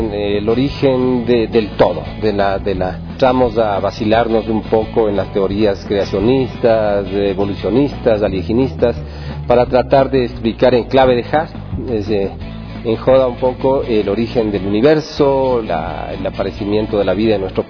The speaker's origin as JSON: {"language": "Spanish", "town": "Quito", "region": "Pichincha", "country": "Ecuador", "said": "hasta llegar al aborigen quitense, que es la especie que nos corresponde como quiteños que somos."}